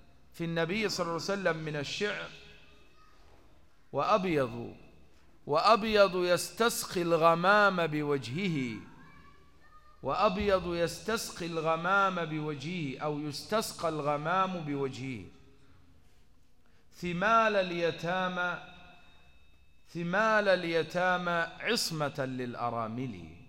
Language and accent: Arabic; Upper Egypt, Egypt; أنا صعيدي من سنة 92